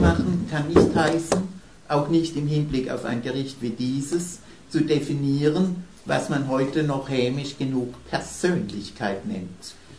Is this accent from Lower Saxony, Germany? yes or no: yes; Alfeld, Lower Saxony, Germany; als ich in meiner Heimatstadt Alfeld im Jahre 61